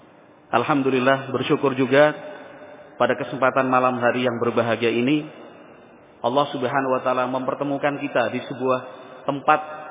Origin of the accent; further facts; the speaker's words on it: Yogyakarta, Special Region of Yogyakarta, Indonesia; Saya sendiri lahirnya di Jogja, besar di Jogja, sempat 2 tahun waktu kecil ikut nenek di sini, sekolah SD di SD Batulo 2.